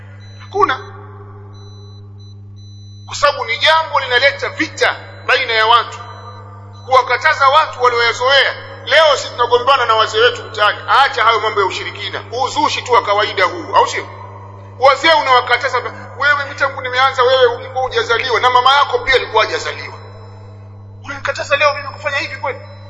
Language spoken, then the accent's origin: Swahili; Tabora, Tanzania; Kuna mmoja kule kwetu Tabora, ni shekhi kule kwetu